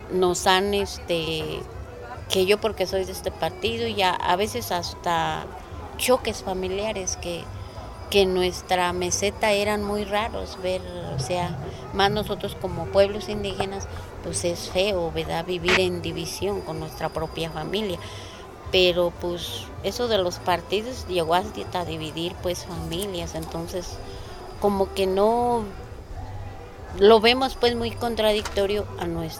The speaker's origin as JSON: {"language": "Spanish", "town": "Cherán", "region": "Michoacán", "country": "Mexico", "tie": "born or raised there", "said": "tengo 57 años, soy nativa de aquí de mi pueblo de Cherán, he vivido siempre aquí, nunca he salido y me siento orgullosa de seguir viviendo aquí."}